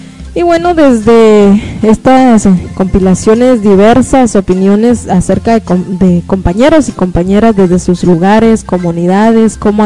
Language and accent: Spanish; Guatemala; lo estamos viviendo como guatemaltecos y guatemaltecas